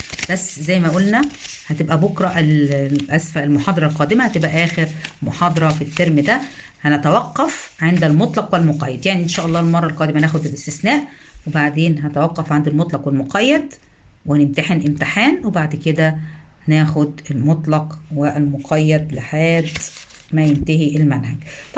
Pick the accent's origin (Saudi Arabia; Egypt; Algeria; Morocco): Egypt; يمكن مش متواجده عندنا في مصر